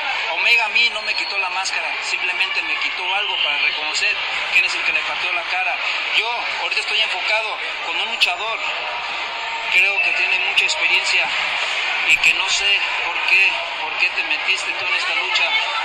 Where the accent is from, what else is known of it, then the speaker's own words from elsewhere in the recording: Bajacuarán, Michoacán, Mexico; soy originario de Bajacuarán, Michoacán, ¿sí?